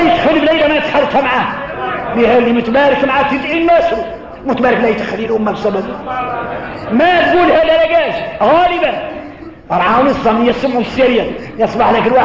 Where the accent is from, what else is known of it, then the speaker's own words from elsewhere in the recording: Mauritania; احنا موريتاني احنا موريتاني